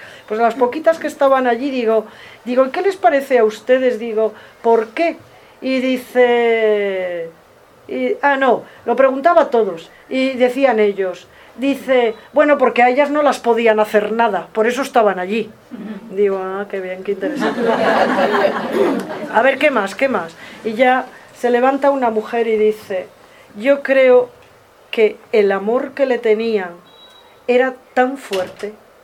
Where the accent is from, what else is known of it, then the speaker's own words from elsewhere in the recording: León, Castile and León, Spain; Bueno, yo soy de León. En León hace mucho frío y hiela mucho, o helaba, ya no sé si hiela.